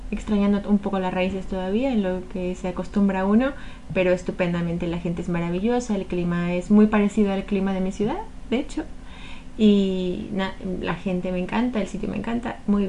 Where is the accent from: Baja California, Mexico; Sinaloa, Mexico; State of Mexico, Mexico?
State of Mexico, Mexico; Toluca; moved away as an adult; now in Gijón, Spain; yo soy del centro de México, del Estado de México, que es como mi provincia, y mi municipio se llama Toluca.